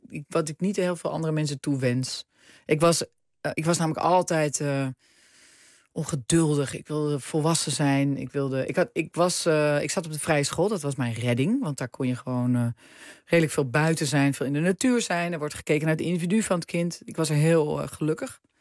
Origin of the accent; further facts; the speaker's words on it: Heemstede, North Holland, Netherlands; ik kwam uit Heemstede. Ik woon op de Herenweg.